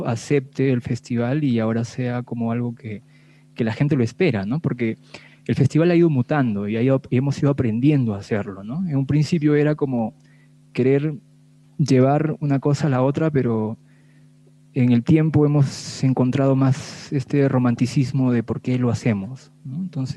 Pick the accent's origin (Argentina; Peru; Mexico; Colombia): Peru; Chachapoyas, Amazonas; also born or lived in Lima; Sí, yo soy de acá. Bueno, nací por error en Lima Caníbal. Mis padres son totalmente de aquí, de Amazonas, de la parte de Chachapoyas. Y pues como les contaba, nací por error en Lima y me he criado acá. Y luego a los 17 años fui nuevamente a Lima para estudiar la superior